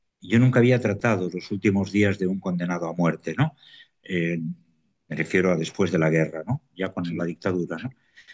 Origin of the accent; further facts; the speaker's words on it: Gestalgar, Valencian Community, Spain; mi pueblo, es un pueblo precioso de la serranía valenciana, afectado por la Dana, pero que nos estamos recuperando, por lo tremendamente acogedor. Anota el nombre de Gestalgar